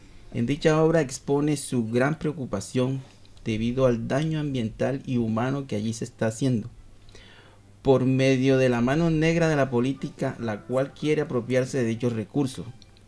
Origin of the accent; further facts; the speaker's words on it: Colombia; en mi país, Colombia, pues desafortunadamente eso no ha ocurrido